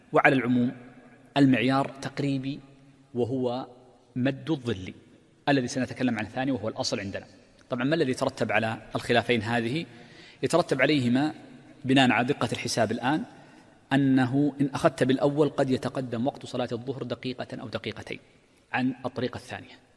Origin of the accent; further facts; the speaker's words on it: Mecca, Makkah Province, Saudi Arabia; وغالبا عندنا في مكة وفي الحجاز وفي المملكة كلها